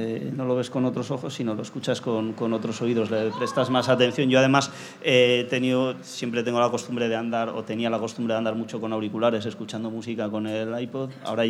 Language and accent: Spanish; Ibiza, Balearic Islands, Spain; moved away; Allá en mi tierra no hay la costumbre de las charangas, allí en Ibiza no hay charangas.